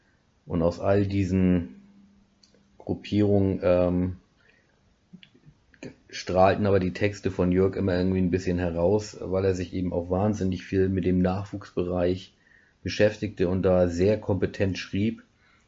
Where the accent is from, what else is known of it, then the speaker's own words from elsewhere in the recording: Schleswig-Holstein, Germany; now in Black Forest, Germany; komme ich tatsächlich mittlerweile aus dem Schwarzwald, Breisgau, ursprünglich aus dem Holsteinischen.